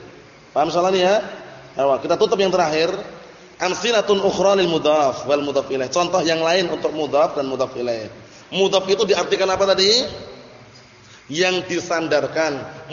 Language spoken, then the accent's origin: Indonesian; Indonesia; Karena kita bukan orang Arab. Kita ini orang Indonesia.